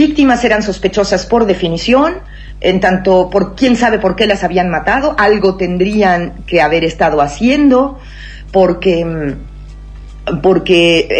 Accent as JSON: {"language": "Spanish", "country": "Mexico", "said": "Porque por fin pudimos entender como sociedad mexicana, por fin vamos pudiendo nombrar lo que está pasando"}